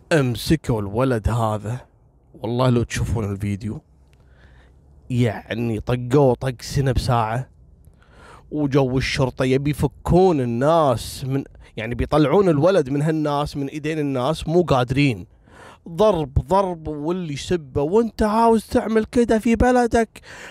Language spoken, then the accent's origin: Arabic; Kuwait; اليوم بقول لكم قصة غريبة حصلت عندنا في الكويت تقريبا قبل 7 سنوات